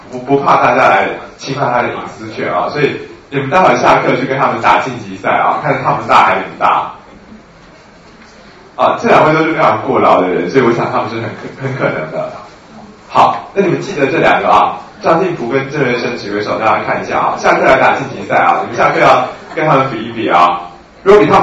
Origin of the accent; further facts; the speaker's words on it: Taiwan; 因为我们台湾人普遍来讲脉都很虚啊。我觉得我们台湾的这种阴阳虚实是有坐标偏离的现象